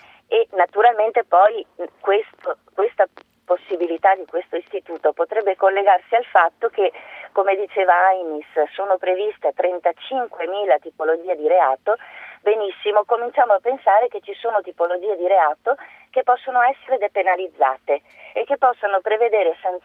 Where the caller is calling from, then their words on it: Mestre, Veneto, Italy; Buongiorno, sono da Mestre, non da Verona.